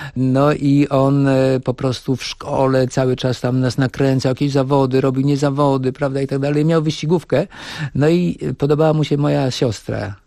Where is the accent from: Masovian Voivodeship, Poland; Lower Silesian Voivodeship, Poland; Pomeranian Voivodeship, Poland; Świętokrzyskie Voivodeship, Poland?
Pomeranian Voivodeship, Poland; Kołczygłowy; urodziłem się w Kołczygłowach. W ogóle moi rodzice pochodzą ze wschodu. Urodzili się w Uchrynowie.